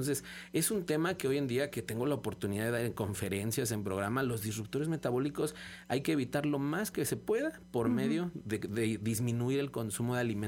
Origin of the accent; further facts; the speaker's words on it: Mexico; nosotros como pueblo mexicano